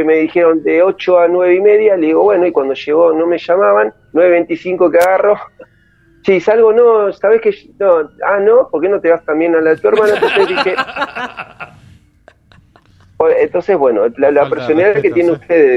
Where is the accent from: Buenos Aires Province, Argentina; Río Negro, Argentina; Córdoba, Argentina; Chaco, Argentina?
Buenos Aires Province, Argentina; Avellaneda; Yo soy de Avellaneda.